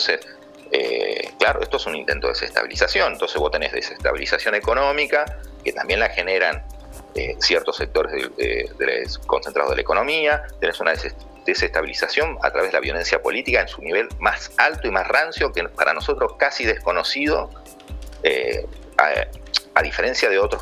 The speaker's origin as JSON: {"language": "Spanish", "country": "Argentina", "said": "no solamente con lo que nos pasa a nosotros como argentinos"}